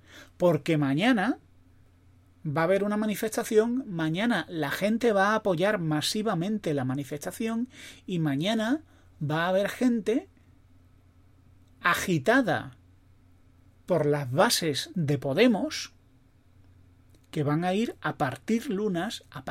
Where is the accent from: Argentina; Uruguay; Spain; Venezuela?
Spain; los españoles somos así